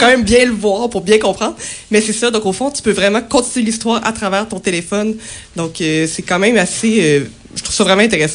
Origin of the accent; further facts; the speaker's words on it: Quebec City, Quebec, Canada; Ben moi, je suis née ici, donc c'est sûr que c'est ma ville natale et je l'aime d'amour.